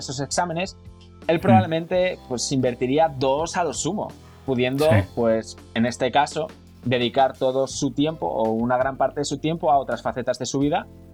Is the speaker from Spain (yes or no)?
yes; Oviedo, Asturias, Spain; Yo soy de la generación del 91, soy de Oviedo, de Asturias.